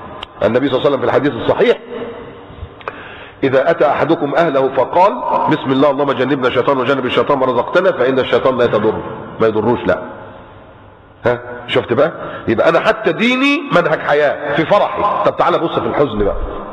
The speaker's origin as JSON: {"language": "Arabic", "country": "Egypt", "lives_now": "Qatar"}